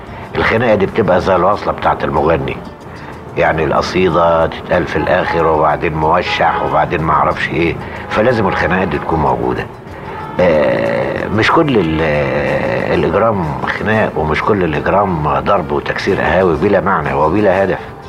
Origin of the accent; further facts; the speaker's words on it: Egypt; انما لقيت ان انا كمصري ما اقدرش اعمله.